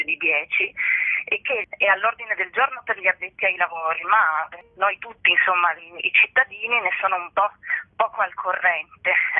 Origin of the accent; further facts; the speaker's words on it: Trieste, Friuli-Venezia Giulia, Italy; Io sono triestina, vivo a Trieste